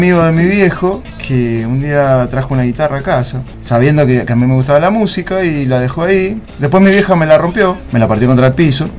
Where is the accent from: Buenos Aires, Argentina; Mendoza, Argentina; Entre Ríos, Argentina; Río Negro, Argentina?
Buenos Aires, Argentina; also born or lived in Córdoba; nací ahí y después me fui a vivir a Buenos Aires. Viví en Buenos Aires mucho tiempo y bueno, en Neuquén también.